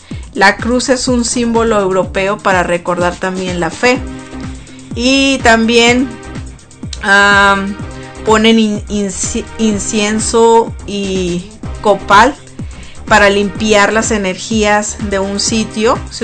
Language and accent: Spanish; Mexico; tradición es muy bonita en México. Cuando ya ahorita se viene el Día de los Muertos, por lo menos en mi tierra, en mi pueblo, por allá, venden flores